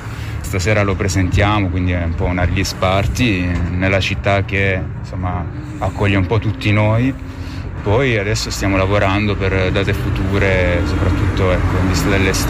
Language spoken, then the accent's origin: Italian; Apulia, Italy; delle mie origini del Sud Italia, perché sono originario della provincia di Lecce, quindi molto vicino all'area Balcani, Grecia e Mediterraneo in generale